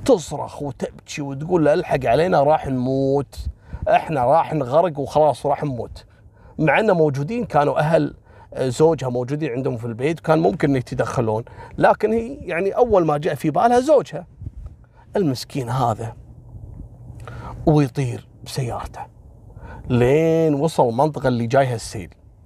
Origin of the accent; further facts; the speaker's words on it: Kuwait; حصلت عندنا في الكويت قصة والله العظيم انا ماني قادر انساها